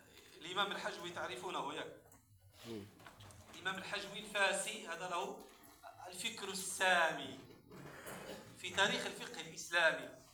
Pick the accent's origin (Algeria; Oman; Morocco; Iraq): Morocco; لما ظهرت القهوة والشاي عندنا في المغرب ولم يكن أهل بلدنا يعرفون القهوة